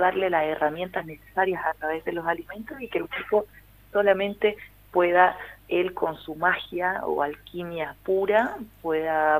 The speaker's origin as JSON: {"language": "Spanish", "country": "Chile", "said": "vengo desde Chile. Estoy en una gira por Argentina de talleres"}